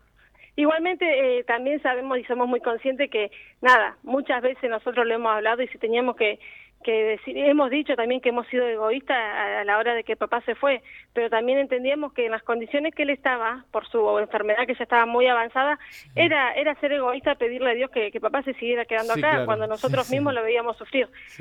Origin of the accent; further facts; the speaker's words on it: La Adela, La Pampa, Argentina; los que somos de la Adela lo recordamos